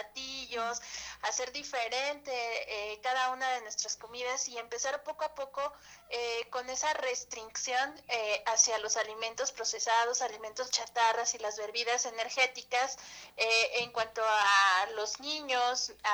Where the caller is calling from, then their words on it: Ozumba, State of Mexico, Mexico; Del municipio de Ozumba.